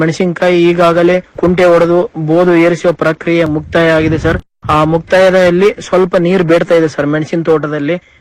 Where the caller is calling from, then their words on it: Matamari, Karnataka, India; ರಾಯಚೂರು ಜಿಲ್ಲೆ ರಾಯಚೂರು ತಾಲೂಕು ಮಠಮಾರಿ ಗ್ರಾಮದಿಂದ